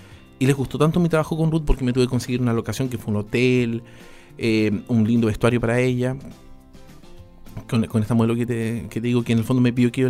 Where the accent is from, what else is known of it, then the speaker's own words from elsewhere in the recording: Osorno, Los Ríos, Chile; crecí con mi papá en Osorno, mi mamá en Valdivia